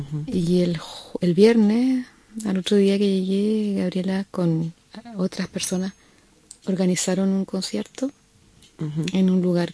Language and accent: Spanish; Concepción, Biobío, Chile; Nací en Concepción, y es una zona de Chile, donde llueve mucho, y donde no teníamos televisión, y donde yo iba solamente en la mañana a la escuela. En la tarde estábamos en casa, lloviendo, sin televisión, y muchos hermanos, éramos 7.